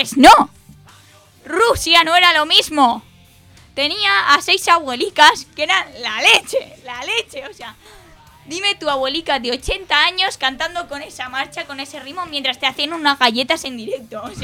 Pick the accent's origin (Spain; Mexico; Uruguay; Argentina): Spain; Catalonia; mi pueblo, que es un pueblo chiquitito de Lleida